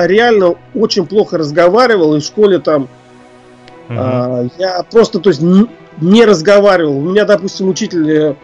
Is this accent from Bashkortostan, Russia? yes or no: yes; Ufa, Bashkortostan, Russia; Я родом из Уфы, это Башкирия.